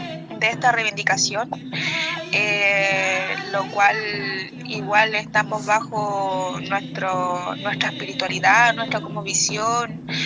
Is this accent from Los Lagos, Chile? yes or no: yes; Osorno, Los Lagos, Chile; soy del Loft Tralcaco, el Loft Cuquimo acá de la comuna de Osorno.